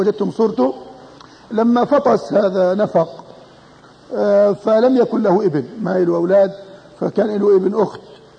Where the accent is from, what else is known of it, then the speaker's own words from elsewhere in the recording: Jordan; مجموعة مدارس الأطفال عندنا في الأردن،